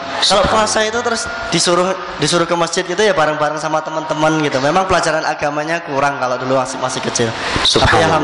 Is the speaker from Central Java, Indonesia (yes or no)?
yes; Surakarta, Central Java, Indonesia; karena besarnya di Solo, dan bapak saya kebetulan juga orang Surabaya asli. Dulu pernah waktu kecil sempat besar di Surabaya